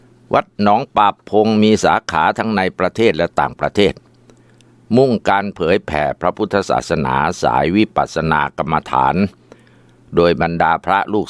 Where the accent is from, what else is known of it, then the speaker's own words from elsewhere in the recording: Ubon Ratchathani, Thailand; ผมเป็นคนจังหวัดอุบลราชธานี